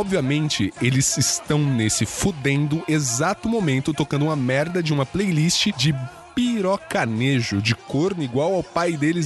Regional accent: Rio Grande do Sul, Brazil; tenho 19 anos e sou de RS.

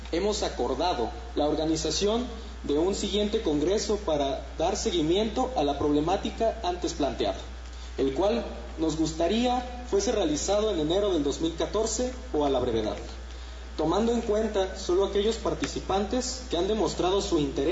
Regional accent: Irapuato, Guanajuato, Mexico; Yo vengo de Irapuato, Guanajuato, México

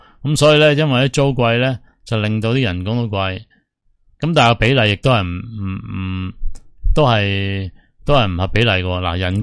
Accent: Hong Kong; 最紧要可以支持到佢哋嘅生计，支持到我哋香港人㗎嘛。

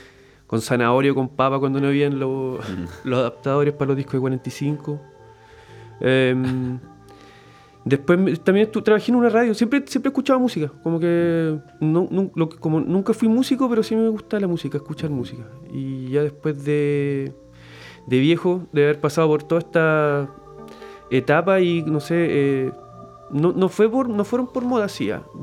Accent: Concepción, Biobío, Chile; Yo soy nacido y malcriado acá en Concepción. No me he movido de acá.

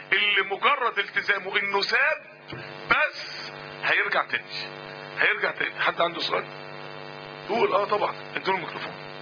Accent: Mansoura, Dakahlia, Egypt; يعني احنا كلنا من المنصورة، المنصورة الموضوع مش باين فيها

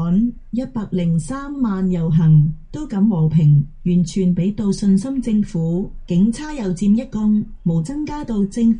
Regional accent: Hong Kong; 认识香港都唔错、我土生土长都未去过所有地铁

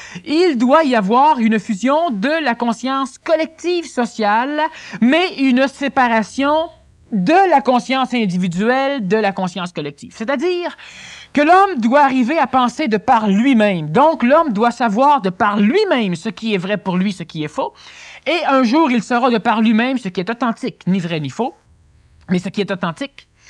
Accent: Quebec, Canada; Et ce n'est pas parce que je suis Québécois que je le dis.

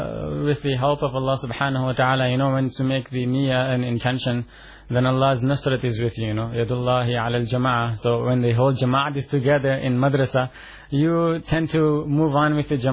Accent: India; now in Toronto, Canada; I finished my hifz in India, and then from there we moved on to Toronto, Canada, where I started off my secondary education, academics and all that.

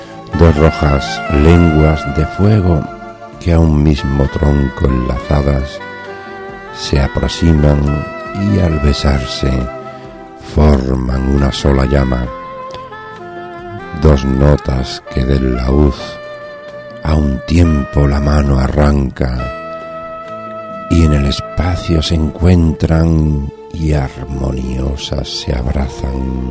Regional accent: Andalusia, Spain; nos vamos a ir con alguien también del sur, de aquí, de mi tierra, desde donde os hablo

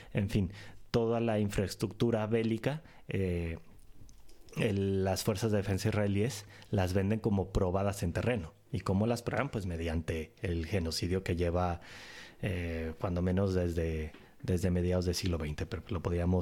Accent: Tijuana, Baja California, Mexico; now in Europe; En que en mi tierra, en Tijuana, se hizo bastante famoso, tristemente famoso

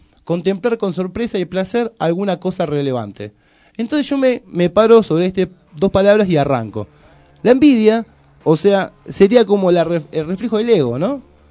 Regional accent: Argentina; Todos somos toda Argentina y hablamos en yankee.

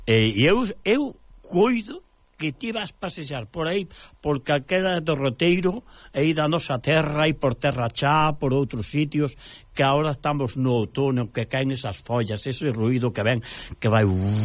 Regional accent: Navia de Suarna, Galicia, Spain; Como dicen alá donde eu son do Concello de Navia de Suarna, ali na falda dos Ancares

